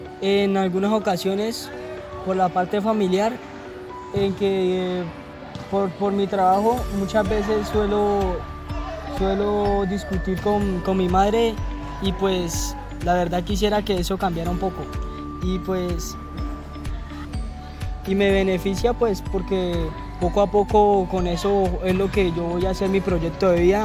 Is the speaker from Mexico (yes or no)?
no; Colombia; empezó desde que yo tenía 12 años y la verdad ya tengo 16. Y pues empecé como cotero de la central a rebuscarme la papa como todo colombiano.